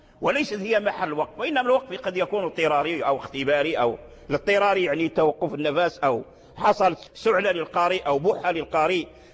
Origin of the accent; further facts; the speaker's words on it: Morocco; من الأئمة والعلماء عندنا في المغرب كذلك لهم تآليف